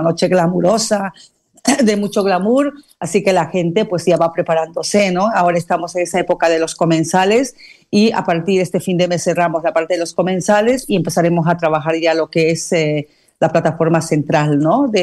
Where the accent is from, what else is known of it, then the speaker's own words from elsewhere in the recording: Bolivia; moved away as an adult; now in Barcelona, Spain; nacionalidad boliviana, ya radico aquí en la ciudad de Barcelona por lo menos unos 18 años. Y años atrás en mi país yo había hecho unos premios también parecidos a estos.